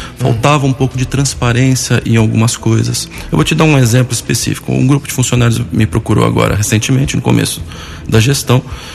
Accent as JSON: {"language": "Portuguese", "region": "São Paulo", "country": "Brazil", "tie": "born or raised there", "moved": "yes", "lives_now": "Arceburgo, Brazil", "said": "Eu sou natural de São Paulo, capital. Me mudei para o interior há 10 anos"}